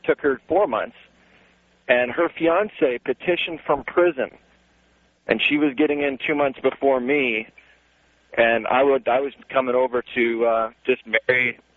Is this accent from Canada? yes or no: yes; Canada; I'm from Canada, which is, you know, we don't expect you to know English and French, but you should know one of them.